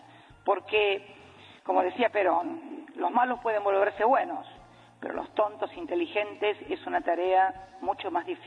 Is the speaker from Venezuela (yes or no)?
no; Argentina; Yo soy argentina, se sabe que es.